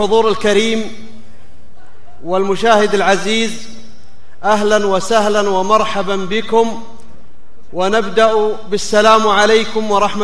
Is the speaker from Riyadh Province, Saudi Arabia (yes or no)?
yes; Riyadh, Riyadh Province, Saudi Arabia; أنا والشيخ عايض من أهل الرياض